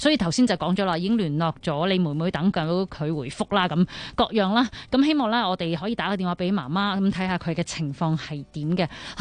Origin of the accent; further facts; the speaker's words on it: Taiwan; 喂，你好啊，我系台湾人嚟噶